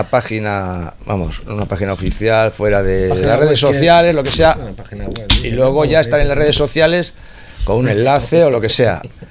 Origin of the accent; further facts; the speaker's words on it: Bilbao, Basque Country, Spain; Yo no tengo pueblo, yo soy de Bilbao.